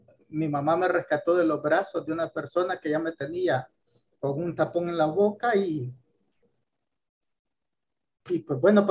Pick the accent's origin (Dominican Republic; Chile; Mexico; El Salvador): El Salvador; also born or lived in Honduras; Nazco aquí después del asesinato de Monseñor Romero, por cierto, en una guinda. Había comenzado la guerra en mi país.